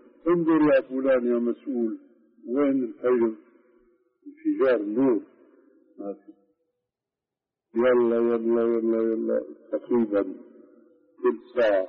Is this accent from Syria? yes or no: yes; Syria; اليوم مثلا عندنا في الشام سنة رتيبة من أذان